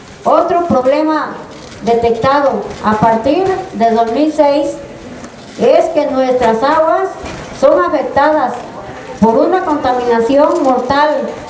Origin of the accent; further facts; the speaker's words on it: Amatlán de los Reyes, Veracruz, Mexico; Vengo de la comunidad de Ojo de Agua Grande, municipio de Amatlán de Nogales, Veracruz.